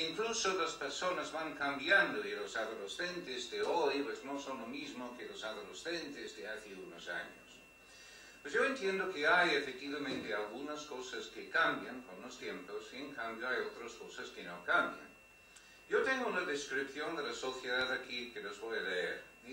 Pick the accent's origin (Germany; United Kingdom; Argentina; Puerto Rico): United Kingdom; Spanish is a second language; now in Spain; Tengo este acento raro porque pues soy británico, pues de hecho desde hace un mes no soy británico, pero vamos, hasta hace un mes era británico, ahora ya soy español.